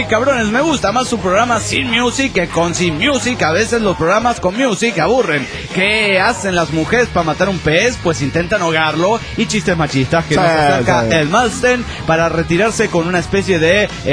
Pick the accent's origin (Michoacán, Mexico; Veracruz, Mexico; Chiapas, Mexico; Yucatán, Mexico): Veracruz, Mexico; Sí, yo soy de Veracruz, mera.